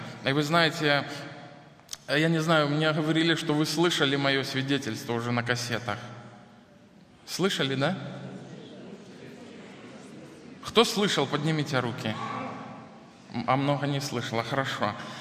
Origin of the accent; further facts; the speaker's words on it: Belarus; Хотя вы знаете, мы белорусы, мы иногда занижаем свою самооценку.